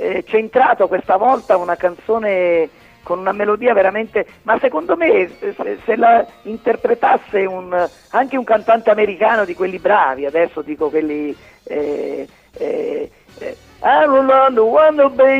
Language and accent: Italian; Avellino, Campania, Italy; la canzone … che avevo dedicato alla mia terra, alla mia città, alla mia regione, al capoluogo di provincia